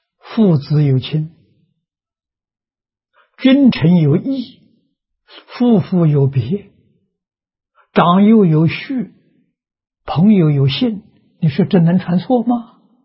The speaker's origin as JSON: {"language": "Chinese", "region": "Anhui", "country": "China", "tie": "born or raised there", "said": "我这个年龄，小时候在农村，啊，农村私塾，我们那个乡下了很特殊，是桐城派的根据地。"}